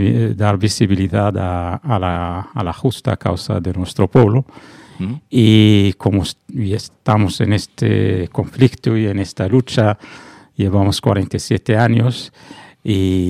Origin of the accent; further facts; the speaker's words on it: Western Sahara; Sí, yo soy saharaui, somos del Sáhara Occidental.